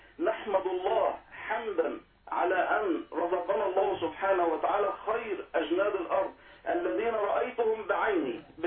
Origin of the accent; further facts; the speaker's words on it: Damietta Governorate, Egypt; دائما أتجه يعني في سفرياتي إلى بلدي أو قريتي في محافظة دمياط